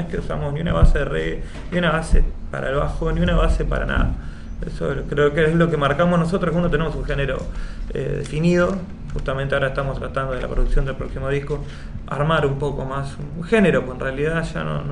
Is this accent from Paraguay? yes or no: no; La Plata, Buenos Aires Province, Argentina; No, yo soy de La Plata, yo soy de zona sur.